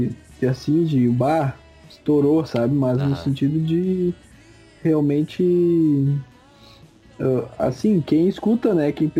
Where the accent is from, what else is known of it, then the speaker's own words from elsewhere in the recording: Santos, São Paulo, Brazil; eu sou de Santos, sou praeiro e tal.